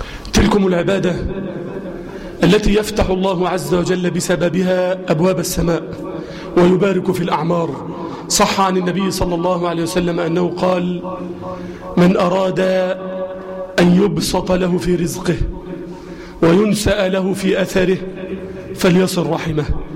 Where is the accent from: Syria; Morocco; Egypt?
Egypt; اللهم اجعل بلدنا مصر أمنا أمانا سخاء الرخاء وسائر بلاد المسلمين